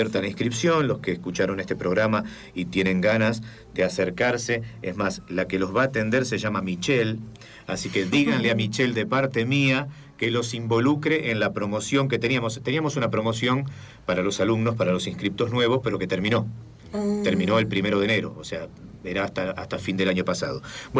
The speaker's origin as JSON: {"language": "Spanish", "country": "Argentina", "said": "vos viste cómo somos los argentinos, re melanco, llorando el obelisco en cada rincón. Hasta que un día me di cuenta que esta era mi ciudad y que yo quería vivir acá."}